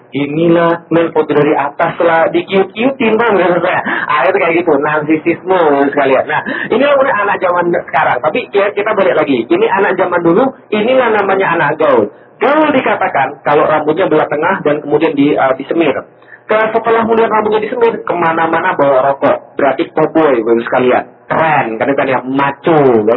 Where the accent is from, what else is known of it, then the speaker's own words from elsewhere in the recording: Palembang, South Sumatra, Indonesia; also born or lived in Jakarta; dari Jakarta saya pergi ke Palembang, kota asal saya, hometown saya.